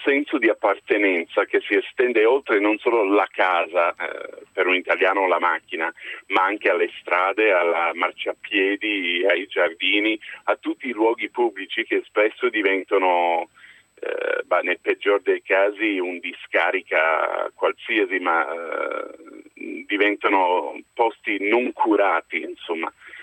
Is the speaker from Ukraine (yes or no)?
no; United States; now in Italy; Pur essendo americano, mi trovo molto bene, anzi a questo punto mi sento molto italiano dopo 15 anni qui.